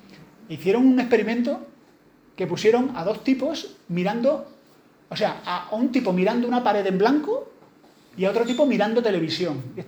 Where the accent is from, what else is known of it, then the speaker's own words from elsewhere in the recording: Andalusia, Spain; Esto es una cosa muy andaluza, a lo mejor los que no soy andaluces no lo entendéis.